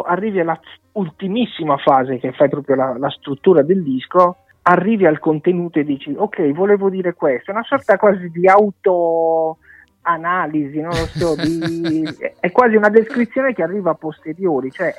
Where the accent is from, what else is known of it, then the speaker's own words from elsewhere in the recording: Sardinia, Italy; nel mio caso, visto che sono sardo, dell'età nuragica